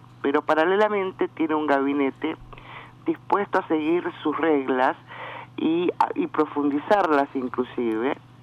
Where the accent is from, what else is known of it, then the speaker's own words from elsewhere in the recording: Argentina; nosotros no necesitamos nada de Israel como argentinos.